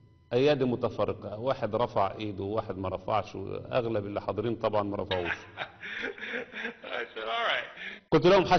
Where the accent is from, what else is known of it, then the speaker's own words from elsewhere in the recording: Egypt; وخصوصا عندنا في مصر